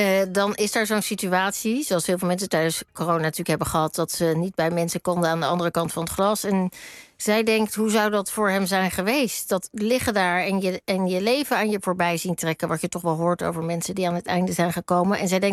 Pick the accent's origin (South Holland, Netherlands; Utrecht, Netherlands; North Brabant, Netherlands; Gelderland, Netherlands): South Holland, Netherlands; Rotterdam; Hij was heel lang uit Rotterdam, waar ik vandaan kom, weg.